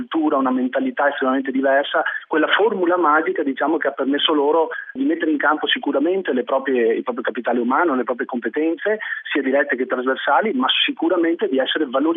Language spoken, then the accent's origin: Italian; Veneto, Italy; perché sono veneto